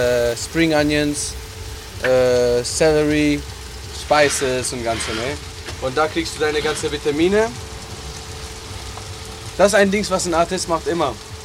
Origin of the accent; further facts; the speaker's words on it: Australia; born there; German is a second language; Mein Vater ist Marokkaner, Mutter ist halb Engländer, halb Österreicher und ich und mein Bruder, wir waren geboren in Australien.